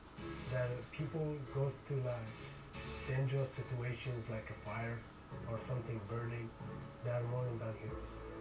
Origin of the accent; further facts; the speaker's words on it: Baghdad, Baghdad Governorate, Iraq; I was born in Iraq and South Baghdad. When I was a kid, there's no future when we see all these terrible situations about war.